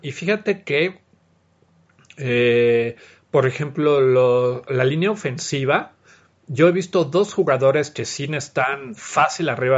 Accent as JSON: {"language": "Spanish", "country": "Mexico", "said": "los jugadores son muy, muy ad hoc a lo que somos los mexicanos"}